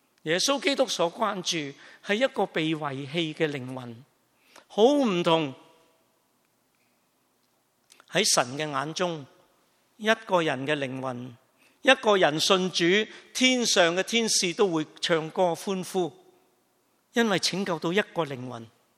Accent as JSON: {"language": "Cantonese", "country": "China", "said": "我哋中国人讲句最俗嘅说话，叫读屎片"}